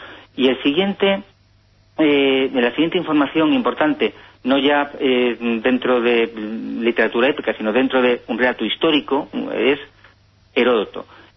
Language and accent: Spanish; Santander, Cantabria, Spain; now in Ourense, Spain; yo ahora pues vivo en Orense, pero yo vengo de Santander. Yo he vivido a unos 30 kilómetros de Liérganes, ¿no? Una población preciosa, muy cercana a la bahía de Santander.